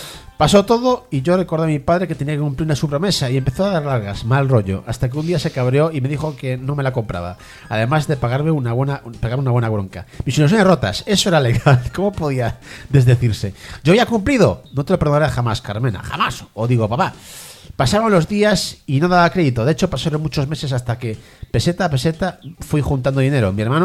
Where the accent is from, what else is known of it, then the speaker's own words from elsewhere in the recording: Moaña, Galicia, Spain; El que conozca a Vigo sabe dónde digo y la distancia que hay desde mi pueblo, Moaña.